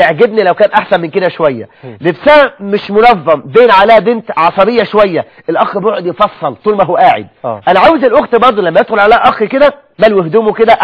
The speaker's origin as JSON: {"language": "Arabic", "country": "Egypt", "said": "عندك معاهي كثيرة جدا جدا جدا عندنا في مصر الأخوات"}